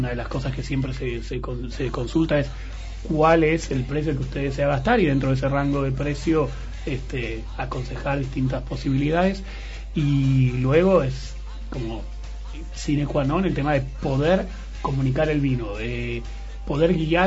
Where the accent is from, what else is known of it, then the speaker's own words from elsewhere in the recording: Argentina; Entonces nosotros, como argentinos, los enólogos argentinos juegan con eso de distintos suelos